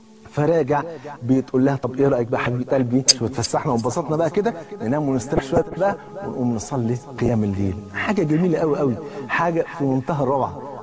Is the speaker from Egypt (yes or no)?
yes; Egypt; زي ما بيقولوا كده المثل اللي عندنا في مصر